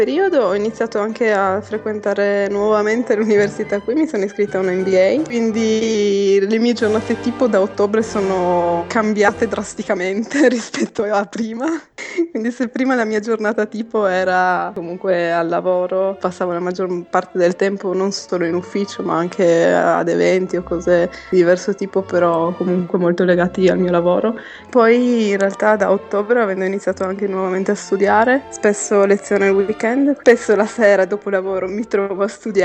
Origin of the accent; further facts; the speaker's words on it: Gorizia, Friuli-Venezia Giulia, Italy; also born or lived in Trieste; now in Vienna, Austria; io ormai sono a Vienna da 2 anni e mezzo. Sono di Trieste, sono nata a Trieste, sono cresciuta a Gorizia. Ho vissuto 5 anni fa, un breve periodo qui a Vienna